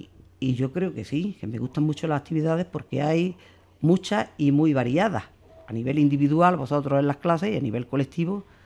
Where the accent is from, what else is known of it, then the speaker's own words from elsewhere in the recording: Zagra, Andalusia, Spain; Pues soy de un pueblo de la provincia de Granada que se llama Zagra. Es un pueblo pequeñito, pero es un pueblo bonito.